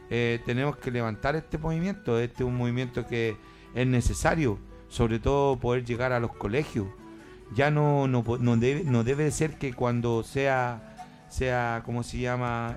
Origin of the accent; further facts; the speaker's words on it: Chile; Somos chilenos reconocidos por la raíz.